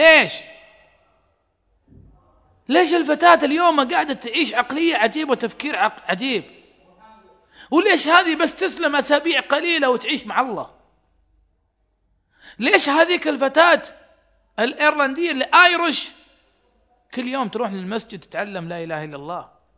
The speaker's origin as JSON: {"language": "Arabic", "country": "Saudi Arabia", "said": "حريمنا ما يسوقون عندنا في السعودية"}